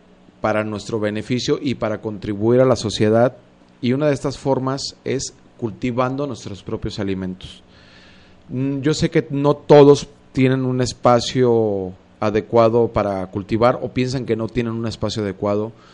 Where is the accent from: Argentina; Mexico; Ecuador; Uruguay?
Mexico; San Antonio Juanacaxtla, Jalisco; Yo en lo particular crecí pues en San Antonio, Juanacaxtla, los que me conocen, crecí con el mejor maíz, el mejor frijol, los mejores jitomates, chiles, rábanos y demás, todo eso que se cultivaba en el rancho